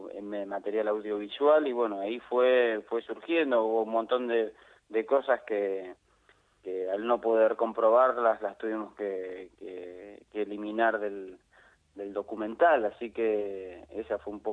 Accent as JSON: {"language": "Spanish", "country": "Argentina", "lives_now": "La Paz, Bolivia", "said": "Argentino residiendo en La Paz."}